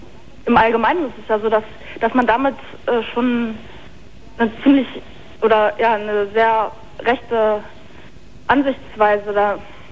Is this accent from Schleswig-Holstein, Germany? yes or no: yes; Lübeck, Schleswig-Holstein, Germany; Ich bin aus Lübeck.